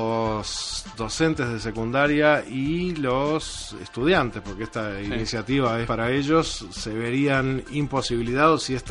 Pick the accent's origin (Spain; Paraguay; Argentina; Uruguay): Uruguay; Por algo somos la Suiza de América, ¿no?